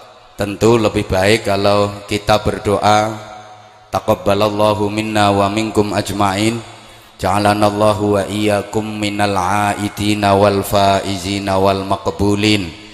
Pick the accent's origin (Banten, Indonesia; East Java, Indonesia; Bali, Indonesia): East Java, Indonesia; Bojonegoro; Walaupun saya juga orang Bojonegoro, tapi akhir-akhir ini jarang banget ngaji di wilayah Bojonegoro.